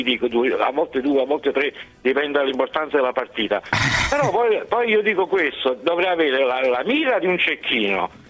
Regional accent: Naples, Campania, Italy; sono di Napoli

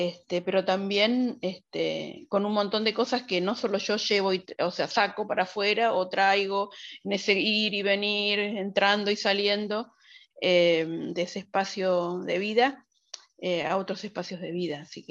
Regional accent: Moreno, Buenos Aires Province, Argentina; soy de Moreno, pero no de Moreno. Yo cuando digo de Moreno, digo Cuartel Quinto. Moreno es grande, es un territorio enorme, y yo soy de una localidad más alejada del centro.

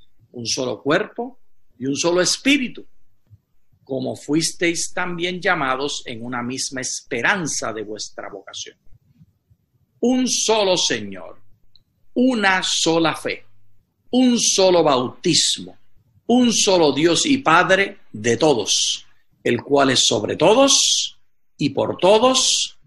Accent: Puerto Rico; sigo siendo puertorriqueño. Estamos aprendiendo ahora el idioma cristiano, pero lo hablaremos con acento del lugar de donde venimos.

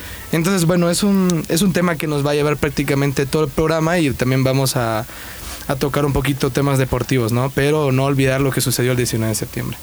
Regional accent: El Salvador; Allá en El Salvador, pues, hubo realmente, yo no me acuerdo, pero hubo dos terremotos en el 2001

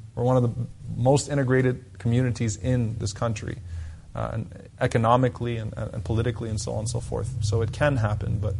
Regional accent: United States; I'm an American. I don't have another passport.

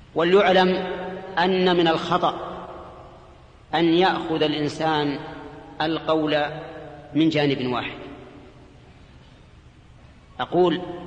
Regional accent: Saudi Arabia; الصراع الكلامي الموجود هنا عندنا في السعودية

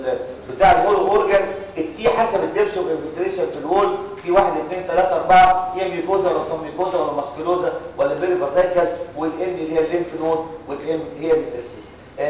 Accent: Egypt; كل ده كلام ابليكابل عندنا في مصر

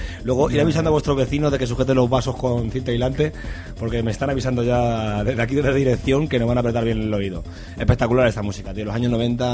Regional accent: Madrid, Community of Madrid, Spain; Yo como madrileño te tengo que decir que eres un madrileño bandera.

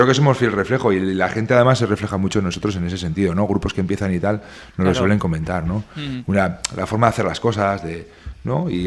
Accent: Berriozar, Navarre, Spain; Que no, que somos de Berriozar.

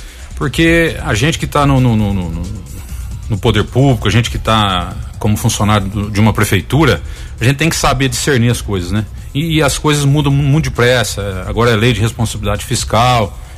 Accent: Tapiratiba, São Paulo, Brazil; Já que eu vivo, nasci e cresci em Tapiratiba

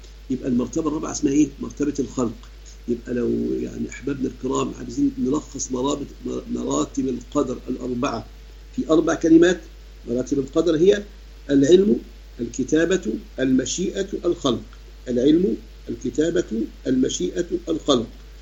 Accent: Sharqia Governorate, Egypt; عندنا في مصر الشرقية

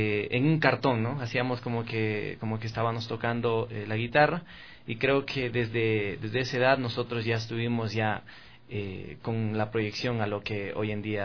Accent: Bolívar, Ecuador; nosotros somos la provincia de Bolívar, primeramente, ¿no? Y allí nosotros nacimos en un lugar que es bastante en el campo, hablando así.

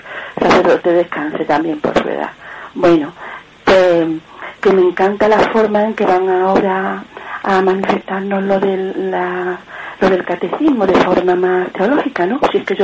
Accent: Córdoba, Andalusia, Spain; soy de Córdoba.

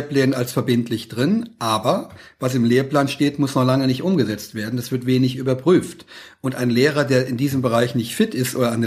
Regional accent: Saarland, Germany; weil ich Katholik bin, aus Westdeutschland stamme, wo ich herkomme, aus einem kleinen Dorf im Saarland, da gab es gar keine Migranten.

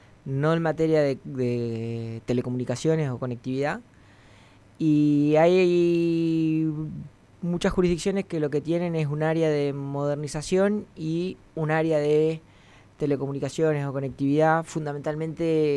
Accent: La Pampa, Argentina; Si bien nací, me crié en La Pampa, soy hijo de platenses.

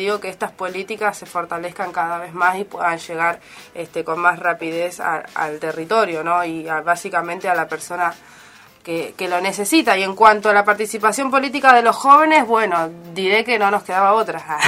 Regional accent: Solano, Buenos Aires Province, Argentina; sobre todo de la zona de la periferia de Solano, de donde soy yo

